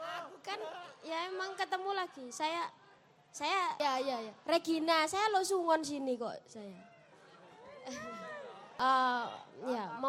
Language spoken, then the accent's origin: Indonesian; Java, Indonesia; sebagai orang Jawa dan Islam